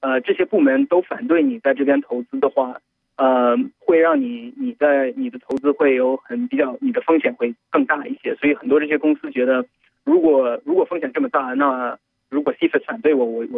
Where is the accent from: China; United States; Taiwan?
United States; Chinese is a second language; 我的我是在美国长大，所以中文说的不够流利